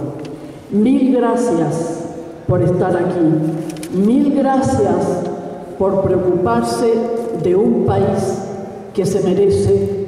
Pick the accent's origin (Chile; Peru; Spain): Chile; yo como chilena